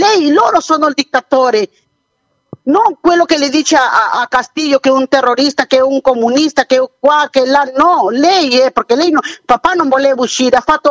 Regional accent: Peru; Italian is a second language; No, il mio paese già è un Venezuela, perché lei vede solo Lima, non è il Perù, non è solo Lima, il Perù deve andare nell'interiore

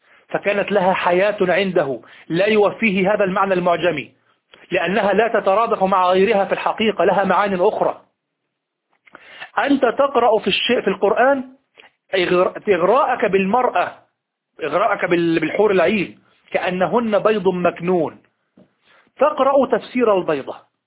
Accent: Egypt; كلمة مبتذلة في الشارع عندنا في مصر

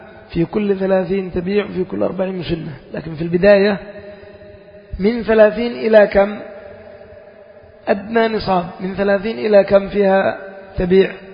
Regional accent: Yemen; يعني عندنا في اليمن شخص تقول من رجال

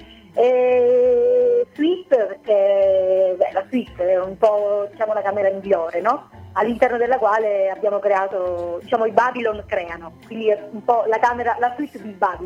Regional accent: Catania, Sicily, Italy; una volontà di creare qualcosa qui in Sicilia, perché ovviamente noi siamo catanesi

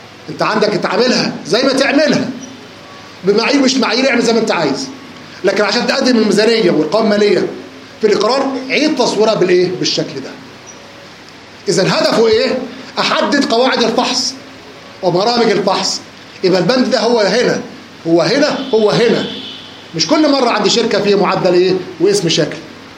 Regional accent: Egypt; ولكن طبعا عشان احنا مصريين وما ينفعش نشتغل لوحدنا

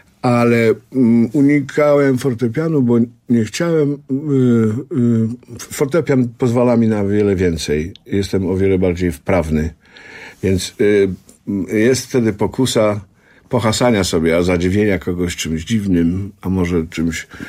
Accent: Silesian Voivodeship, Poland; now in Warsaw, Poland; ja tutaj jako młody chłopiec przyjechałem z mojej małej ojczyzny, ze Śląska, zdobyć świat.

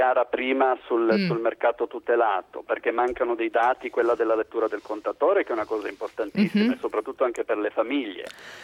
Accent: Turin, Piedmont, Italy; io sono di Torino

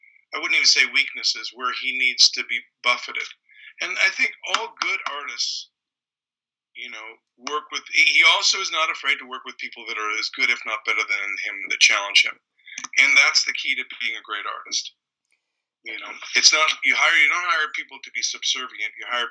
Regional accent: Canada; when I was in growing up in Canada

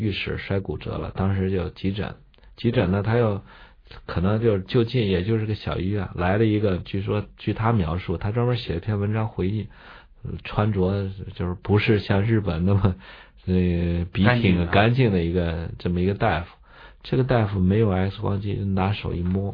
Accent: Shanxi, China; 我爸是河南人。我从小长在山西，现在以山西人自居嘛，

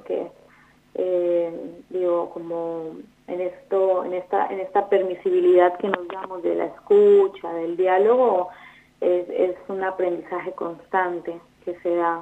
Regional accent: Colombia; now in Argentina; soy de Colombia, sí, me agarraste ahí la ficha, Juan Pablo, soy de Colombia, no soy argentina, pero bueno, llegué a este país en el 2017, en búsqueda un poco de mejor calidad de vida.

